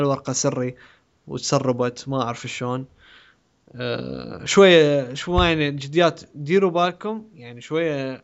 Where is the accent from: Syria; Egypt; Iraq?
Iraq; بالعراق احنا عندنا بالعراق